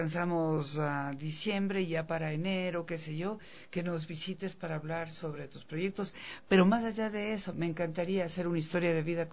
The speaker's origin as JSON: {"language": "Spanish", "country": "Ecuador", "said": "Es decir, nosotros tenemos belleza de artesanías como ecuatorianos."}